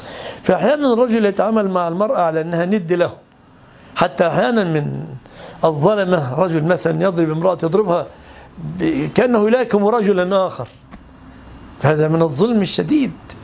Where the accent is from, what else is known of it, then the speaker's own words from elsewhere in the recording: Egypt; وعندنا في مصر مثل مصري يقول